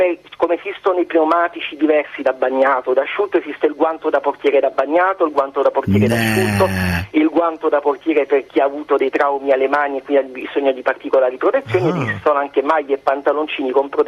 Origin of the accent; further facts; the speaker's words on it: Taranto, Apulia, Italy; Siamo di Taranto, proprio Taranto città.